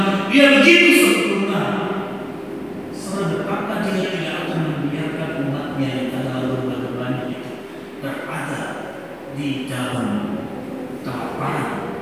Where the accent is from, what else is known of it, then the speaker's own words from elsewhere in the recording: Nias, North Sumatra, Indonesia; Saudara saya teringat masa kecil saya di Nias, gitu ya, di kampung saya.